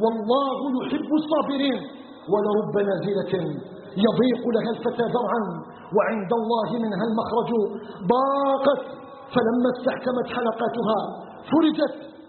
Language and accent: Arabic; Algeria; ونسأله جل في علاه أن يجعل بلدنا الجزائر بلدا آمنا مطمئنا وسائر بلاد المسلمين